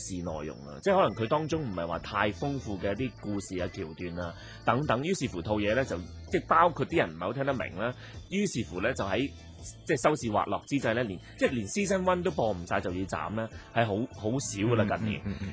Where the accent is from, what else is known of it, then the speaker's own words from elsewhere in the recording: China; 你又會有作為中國人又會覺得少少心噏嘅